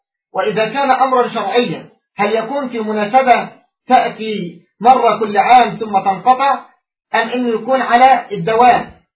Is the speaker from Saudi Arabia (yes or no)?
no; Egypt; حتى يعني عندنا في مصر للأسف الشديد